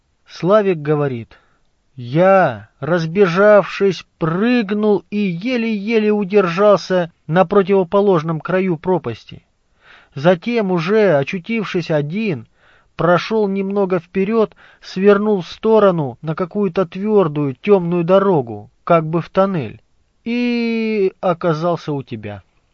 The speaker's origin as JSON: {"language": "Russian", "region": "Krasnoyarsk Krai", "country": "Russia", "tie": "born there", "said": "наш род — поморские староверы, раскулаченные, гонимые, дошедшие до Красноярского края, где я и родилась в Боготольском районе."}